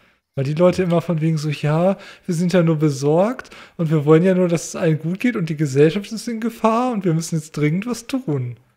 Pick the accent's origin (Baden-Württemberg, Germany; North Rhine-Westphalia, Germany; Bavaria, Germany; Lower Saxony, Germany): Lower Saxony, Germany; Hanover; aber ich als Hannoveraner